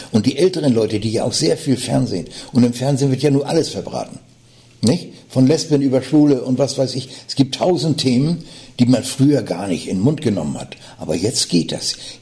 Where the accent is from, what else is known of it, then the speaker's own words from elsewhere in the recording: Hamburg, Germany; wenn ich auf der Bühne bin als Hamburger Jung